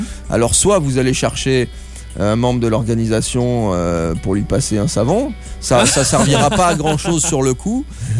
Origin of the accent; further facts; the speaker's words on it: Southern France, France; Vous l'avez compris, je suis français. Et c'est un peu comme les Parisiens vis-à-vis des villes de province. Moi, je suis du sud de la France au départ.